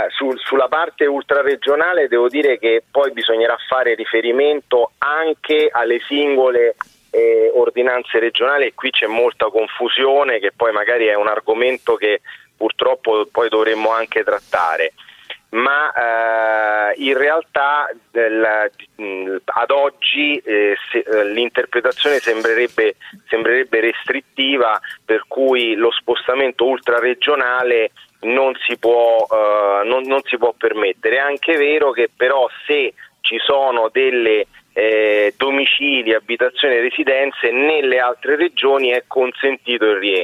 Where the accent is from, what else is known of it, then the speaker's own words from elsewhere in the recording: Rome, Lazio, Italy; born there; Faccio un esempio purtroppo che sta capitando nella mia città natale, Roma.